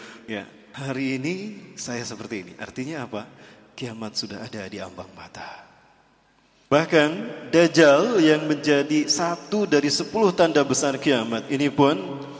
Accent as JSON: {"language": "Indonesian", "town": "Bandung", "region": "West Java", "country": "Indonesia", "tie": "born or raised there", "said": "Saya asli dari Bandung, kelahiran Bandung dan keluarga Bandung Padang ya. Ibu saya dari Bandung, ayah saya putra Padang, Bukit Tinggi, Sungai Buar. Jadi Sunda Padang, Pak."}